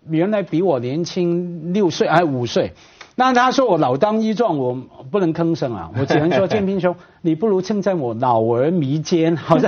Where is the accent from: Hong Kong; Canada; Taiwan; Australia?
Hong Kong; 我一个香港人啊在大城市长大